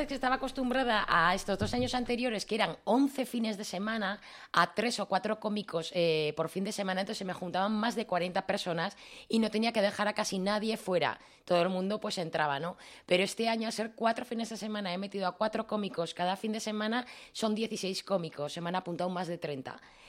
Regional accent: Murchante, Navarre, Spain; Todo el mundo me conocía a mí de Murchante, pero nadie conocía a mi pueblo.

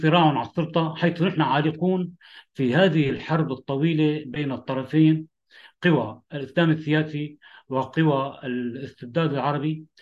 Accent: Damascus, Damascus Governorate, Syria; أنا من سوريا، من دمشق، سجنت فترة طويلة

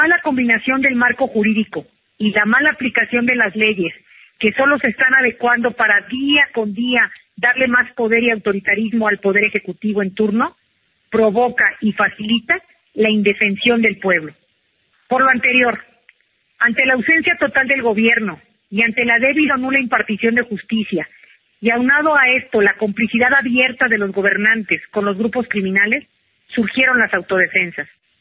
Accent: Mexico; para que como mexicanos defendiéramos a nuestra nación

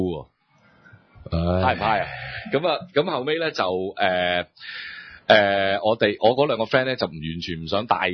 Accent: Hong Kong; 其實因為嗰、那個我豬扒嗰個角度係喺我哋香港人個角度啊嘛

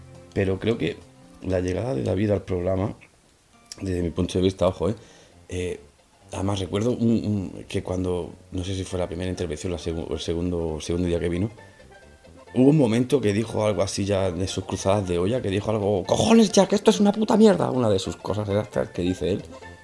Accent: Granada, Andalusia, Spain; de Granada. Tengo 31 años

